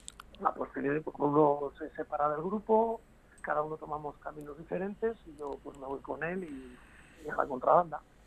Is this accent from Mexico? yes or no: no; Santander, Cantabria, Spain; la Sala Escenario Santander, que es en mi tierra, con mis paisanos